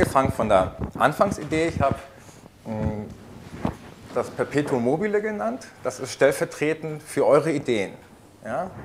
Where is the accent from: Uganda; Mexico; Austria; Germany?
Mexico; Ajijic, Jalisco; German is a second language; Dieses Phänomen haben wir auch in Mexiko. Ich komme aus Ajijic, das ist ein kleines Dorf am Rande des Chapala-Sees.